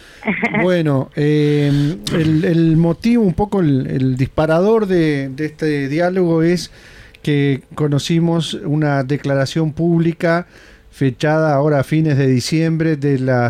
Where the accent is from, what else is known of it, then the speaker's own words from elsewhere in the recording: Montevideo, Uruguay; En Flor de Maroña, mirá, justo los dos que estamos acá en el estudio.